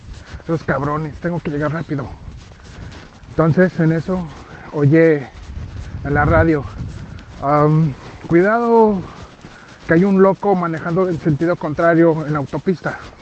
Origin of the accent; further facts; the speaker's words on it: Australia; soy de Australia.